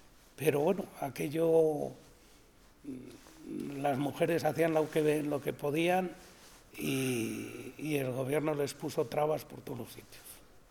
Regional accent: Vegamián, Castile and León, Spain; Soy de Begamien.

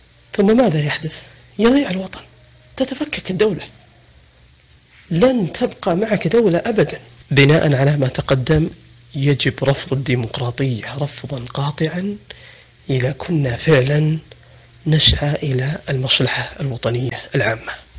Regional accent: Saudi Arabia; عندنا في السعودية وسائل تواصل مفتوحة

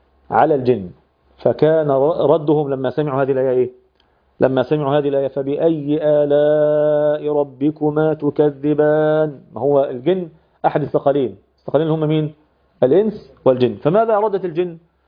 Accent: Egypt; وتحطها في المكنة بتاعة اللي سموها عندنا في مصر الدراسة

